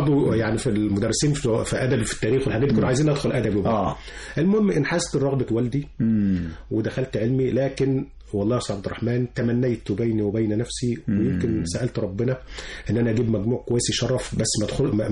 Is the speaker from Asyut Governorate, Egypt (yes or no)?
yes; Asyut, Asyut Governorate, Egypt; وأنا من أسيوط.